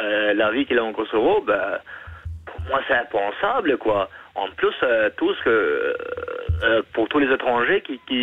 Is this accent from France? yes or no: no; Montenegro; now in Belgium; Je suis origine du Monténégro.